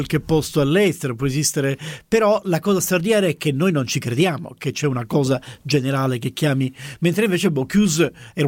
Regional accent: Palermo, Sicily, Italy; io sono palermitano

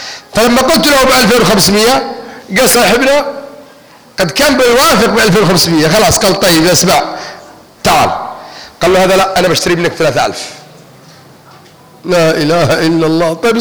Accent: Yemen; واحنا يمنيين والمصريين دمنا واحد ودمنا مشترك

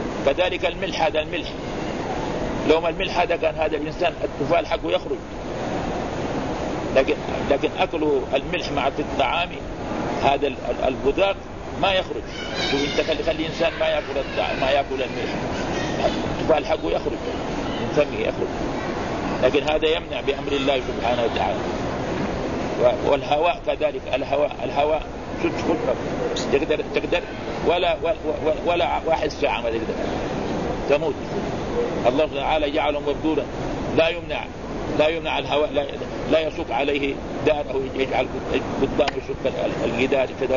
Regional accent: Mecca, Makkah Province, Saudi Arabia; هنا عندنا في مكة

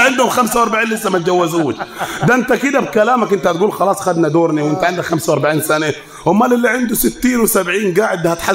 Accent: Upper Egypt, Egypt; كلام عندنا في الصعيد

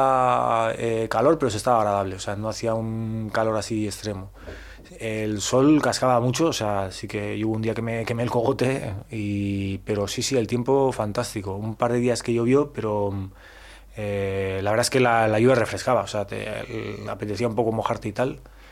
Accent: Bilbao, Basque Country, Spain; yo soy de Bilbao y me recordó un poco a Bilbao

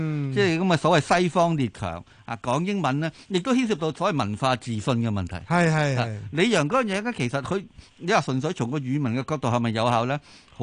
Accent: Guangdong, China; 就算譬如我廣東人學普通話都係嘅

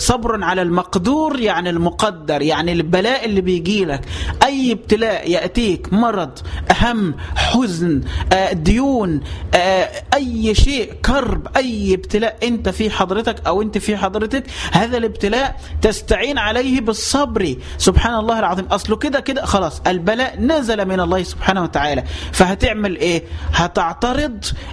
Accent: Dendera, Qena Governorate, Egypt; احنا عندنا عادات في البلد في الصعيد، عشان بس ما يكونش الكلام عام، عندي في قريتي في جزيرة دندرة

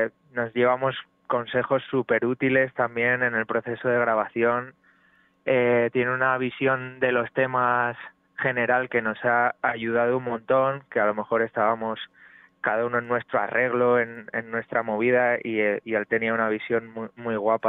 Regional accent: San Martín del Castañar, Castile and León, Spain; Me fui un mes a mi pueblo, a San Martín del Castañar, en Salamanca

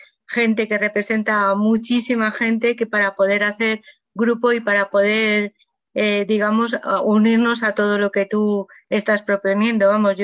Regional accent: Madrid, Community of Madrid, Spain; Sí, yo soy de Madrid.

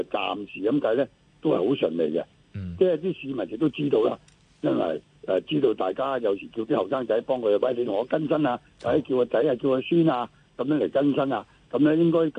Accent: China; 端午咧始終係我哋中國人咧唔係一個好重視嘅節日啊

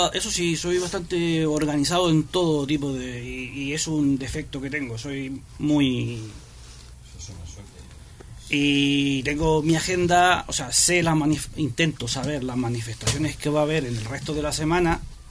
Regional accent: Chile; now in Spain; yo soy chileno, llevo 20 años aquí en España

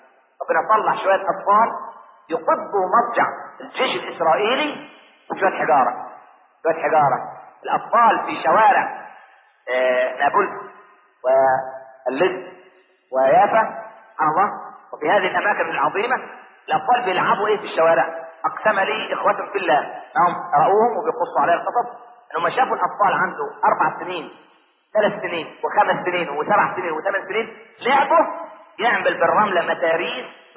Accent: Egypt; عشان احنا ما كناش كمصريين نتقي الله في دولتنا

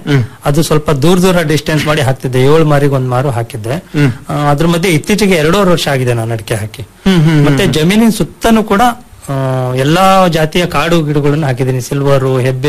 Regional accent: Panchanahalli, Karnataka, India; ಕಡೂರು ತಾಲೂಕು ಪಂಚನಹಳ್ಳಿ ಹೋಬಳಿ. ನಾನು ಮೂಲತಃ ರೈತ ಕುಟುಂಬದಿಂದ ಬಂದನು

